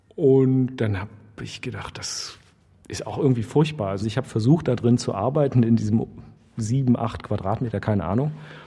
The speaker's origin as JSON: {"language": "German", "region": "East Germany", "country": "Germany", "tie": "born or raised there", "said": "die sich irgendwie mit dieser Spannung beschäftigen und mit meiner Kindheit in der DDR beschäftigen."}